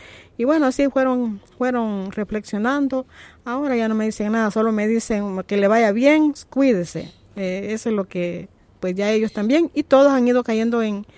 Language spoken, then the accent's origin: Spanish; Tonacatepeque, San Salvador, El Salvador; Soy del municipio de Tonacatepeque y ahí tenemos una parcela toda trabajada orgánicamente.